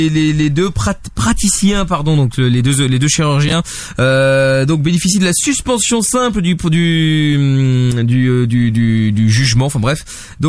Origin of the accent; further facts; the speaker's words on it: Belgium; je suis belge